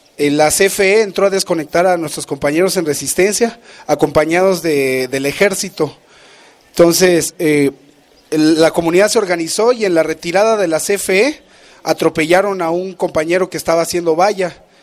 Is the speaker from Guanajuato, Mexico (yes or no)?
no; Campeche, Mexico; vengo de Campeche, soy parte de la región sur-sureste de la Red Nacional de Resistencias contra las Altas Tarifas de Energía Eléctrica.